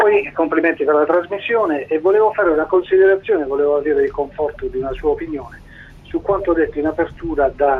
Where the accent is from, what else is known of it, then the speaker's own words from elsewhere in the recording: Bari, Apulia, Italy; sono di Bari quindi non ho alcun conflitto di interessi